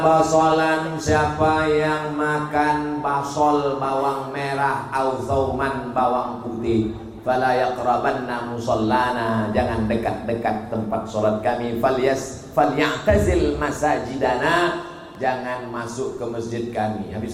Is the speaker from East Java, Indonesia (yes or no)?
no; Kisaran, North Sumatra, Indonesia; asal kami dari Kisaran mau ke Medan, dari Medan mau ke Kisaran